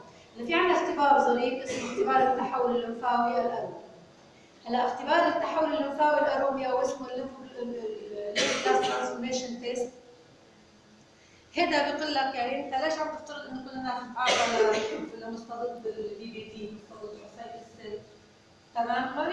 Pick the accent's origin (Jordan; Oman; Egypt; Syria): Syria; الفلو سايتومتر اليوم هي الطريقه المثلى وموجوده عندنا في سوريا